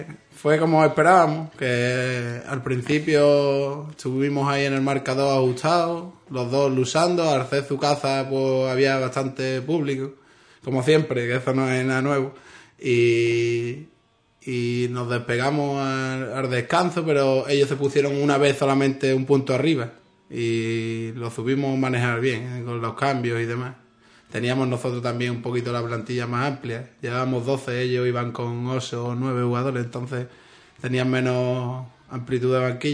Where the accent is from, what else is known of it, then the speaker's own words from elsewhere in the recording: Ubrique, Andalusia, Spain; pero se podría llamar Ubrique, porque la mayoría somos de Ubrique